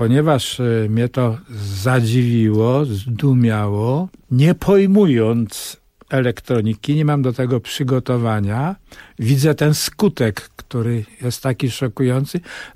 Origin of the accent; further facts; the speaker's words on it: Bogucice, Lesser Poland, Poland; moje dzieciństwo w tym krajobrazie, Bogucice, to jest Podkarpacie, przecudny pejzaż pagórkowaty pod Wieliczką